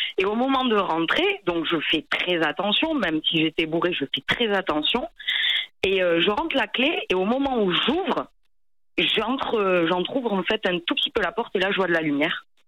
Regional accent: Toulouse, Occitanie, France; Donc j'avais 13 ans et et en fait moi je viens de Toulouse

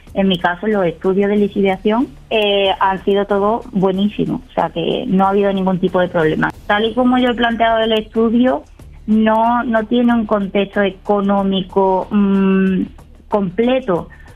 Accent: Málaga, Andalusia, Spain; also born or lived in Algeciras; Soy malagueña, nací en Málaga, pero decidí estudiar en Algeciras

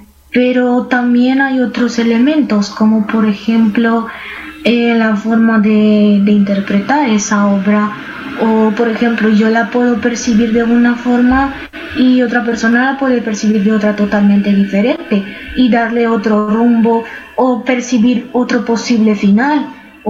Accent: Romania; first language Romanian; Spanish is a second language; now in Spain; el rumano, que es mi lengua materna. Yo vivo en España, pero soy de origen de Rumanía.

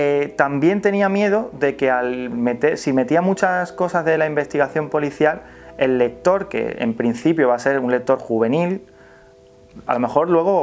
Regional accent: Carmona, Andalusia, Spain; en mi pueblo, en Carmona. Lo que pasa es que mi pueblo es bastante grande, no es ni siquiera un pueblo, tiene el título de ciudad, Carmona.

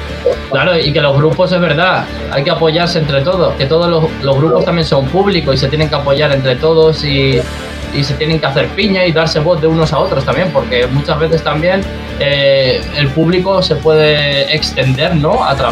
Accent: Valencia, Valencian Community, Spain; now in Madrid, Spain; O sea, yo soy de Valencia, conozco un montón de grupos valencianos

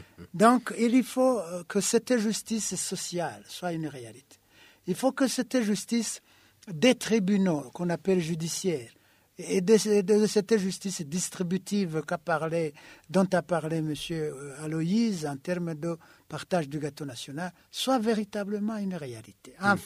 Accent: Burundi; nous sommes tous des Burundais.

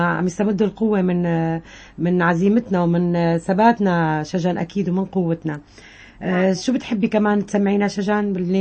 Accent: Syria; أنا سوري ومن سوريا ومع سوريا لأنها انتمائي وهويتي

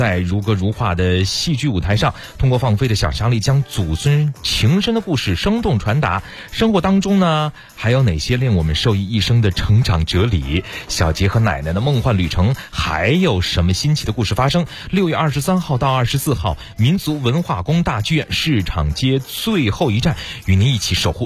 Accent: Beijing, China; 我是本地的，我是北京的

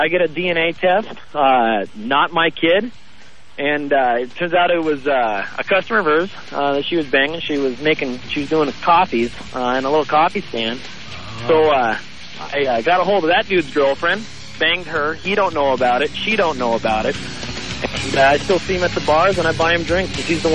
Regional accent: Seattle, Washington, United States; I grew up kind of I'm from Seattle and raised by a single mom

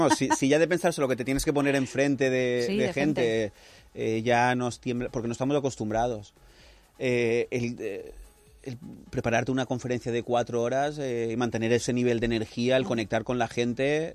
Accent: Las Vallas, Valencian Community, Spain; Yo soy de Las Vallas

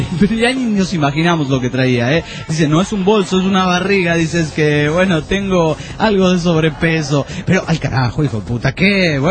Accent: Argentina; y eso que soy argentino

